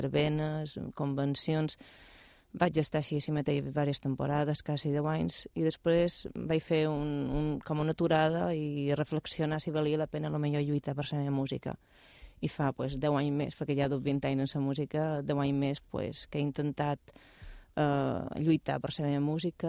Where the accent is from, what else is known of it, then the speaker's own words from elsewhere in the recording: Balearic Islands, Spain; now in Mallorca, Spain; jo som menorquina, vaig néixer a Menorca i fa moltíssim any que estic afincada aquí a Mallorca.